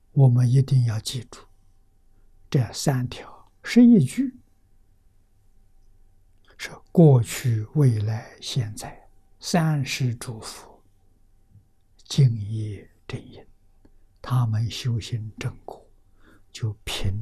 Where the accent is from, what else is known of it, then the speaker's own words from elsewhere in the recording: China; 印度人的对于宇宙人生真相这一方面所做的工作比我们中国人进步